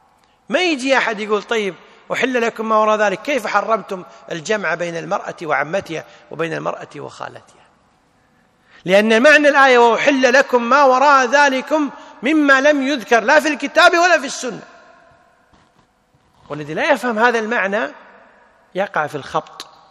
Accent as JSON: {"language": "Arabic", "country": "Kuwait", "said": "مثل الآن عندنا في الكويت في ميثاق المسجد"}